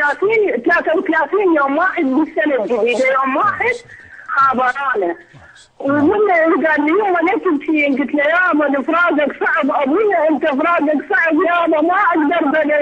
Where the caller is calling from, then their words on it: Iraq; من العراق وعندي ولد